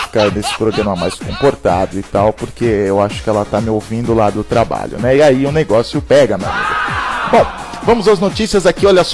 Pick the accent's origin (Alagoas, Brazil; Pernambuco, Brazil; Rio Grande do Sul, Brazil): Pernambuco, Brazil; E eu sou de Pernambuco, rapaz.